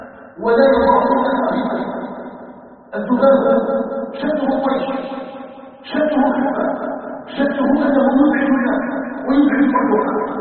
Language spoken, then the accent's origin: Arabic; Algeria; أن يجعل بلدنا الجزائر بلداً آمناً مطمئناً